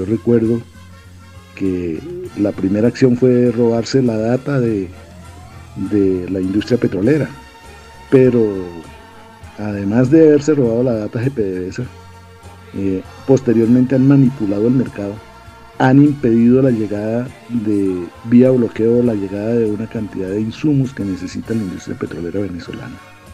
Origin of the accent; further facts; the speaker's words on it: Colombia; yo, como revolucionario colombiano